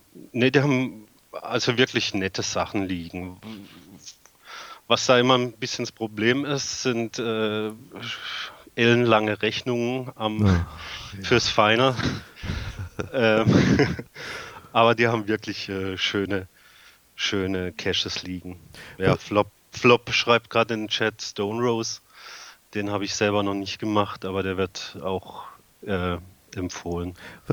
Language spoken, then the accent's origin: German; Baden-Württemberg, Germany; Das ist ein Gebiet zwischen Freiburg und Offenburg, also Südwesten